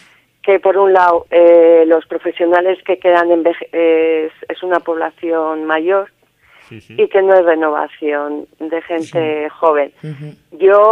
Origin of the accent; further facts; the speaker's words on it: Carranza, Basque Country, Spain; Soy de Carranza, del Valle de Carranza.